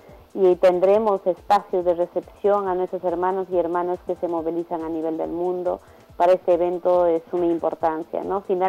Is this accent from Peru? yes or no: yes; Huancavelica, Peru; yo soy quechua de Huancavelica